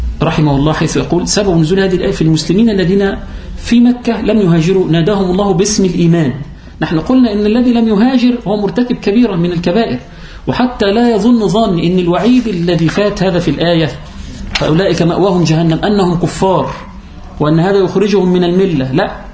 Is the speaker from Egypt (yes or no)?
yes; Upper Egypt, Egypt; والجماعة في عندنا في الصعيد وفي القرى ونحو ذلك يقولون إيه؟